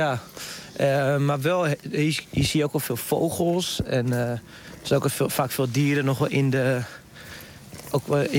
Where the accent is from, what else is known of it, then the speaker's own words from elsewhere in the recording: Hoorn, North Holland, Netherlands; now in Zaanstreek, Netherlands; Ik kom van origine uit Horen. Nou, het is echt wel meer in Noord-Holland. Ik woon nu tegenwoordig in de Zaanstreek.